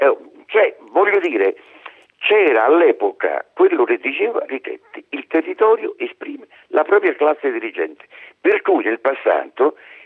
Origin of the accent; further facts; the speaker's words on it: Naples, Campania, Italy; nel passato nessuno di noi mai pensava che io da napoletano potessi andare a presentarmi nel Veneto o viceversa.